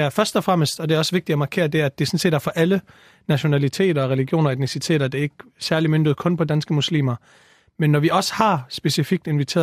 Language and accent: Danish; Vejle, Region of Southern Denmark, Denmark; now in Copenhagen, Denmark; Jeg er 22 år gammel. Altså, man kan høre på min tydelige accent, så er jeg ikke fra det københavnske af. Jeg flyttede herover for cirka et års tid siden, og opvokset i Vejle det meste af mit liv, som er en fantastisk by.